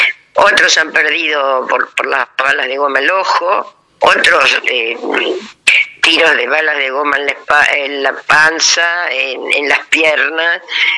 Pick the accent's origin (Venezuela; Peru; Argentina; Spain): Argentina; Buenos Aires; soy de Cava